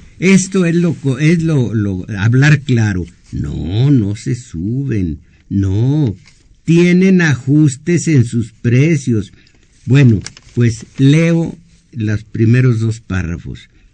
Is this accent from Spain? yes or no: no; Mexico; como soberanos que somos los mexicanos